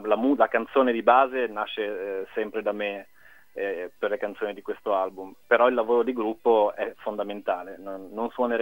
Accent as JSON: {"language": "Italian", "town": "Genoa", "region": "Liguria", "country": "Italy", "tie": "born or raised there", "said": "E comunque ormai vivo a Genova da sempre, quindi sì, sono genovese, ligure, però le origini sono tra il piemontese e il quasi toscano anche."}